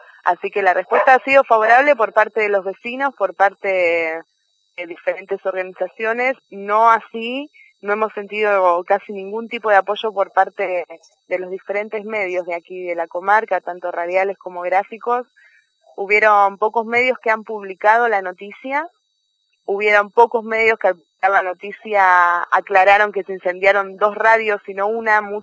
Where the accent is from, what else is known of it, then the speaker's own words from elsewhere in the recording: Buenos Aires, Argentina; de hecho yo vengo de Buenos Aires